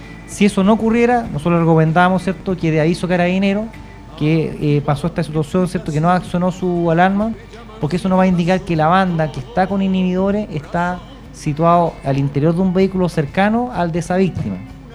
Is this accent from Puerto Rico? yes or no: no; Chile; Cuando uno hace trámite, como buen chileno, uno anda atrasado